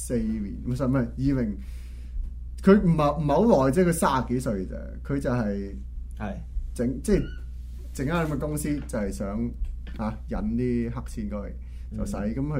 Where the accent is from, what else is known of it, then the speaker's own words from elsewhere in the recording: Canada; 我作為一個加拿大人然後用加拿大人 的角度出發的